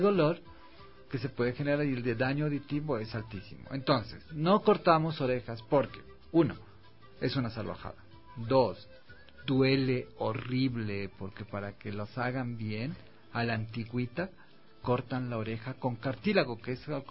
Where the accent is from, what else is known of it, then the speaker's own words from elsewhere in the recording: Carchi, Ecuador; Soy del Carchi, Tierra Linda, bueno.